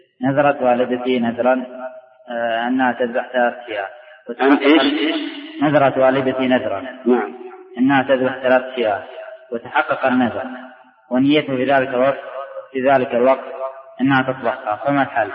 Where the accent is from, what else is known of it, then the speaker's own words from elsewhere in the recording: Riyadh, Riyadh Province, Saudi Arabia; فأنا ضيف عليكم من الرياض